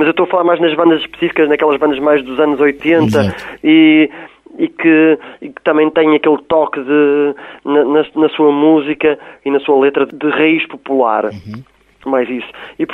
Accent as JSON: {"language": "Portuguese", "country": "Portugal", "said": "são muito intrínsecas em nós, não é? Enquanto portugueses."}